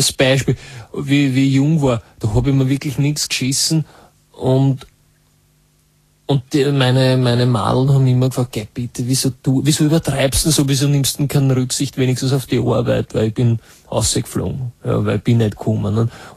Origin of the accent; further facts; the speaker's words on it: Vienna, Austria; und ich war aus Wien noch dazu.